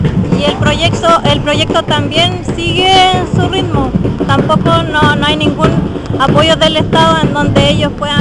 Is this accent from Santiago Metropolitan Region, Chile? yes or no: no; Cauñicú, Biobío, Chile; de Cauñicú. Por esta vez vengo en representación de Los Chenques, un sector que queda en Cauñicú.